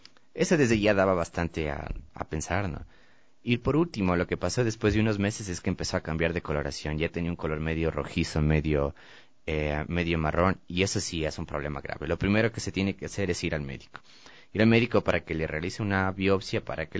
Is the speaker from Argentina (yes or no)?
no; Quito, Pichincha, Ecuador; incluso yo por el hecho de ya haber nacido y crecido en Quito